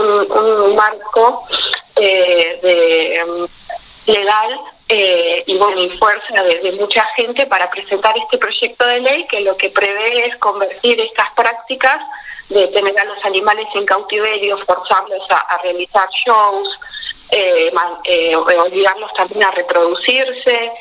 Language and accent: Spanish; San Bernardo, Buenos Aires Province, Argentina; Yo soy de San Bernardo, del Partido de la Costa, vivo a 40 kilómetros de lo que es San Clemente del Tuyú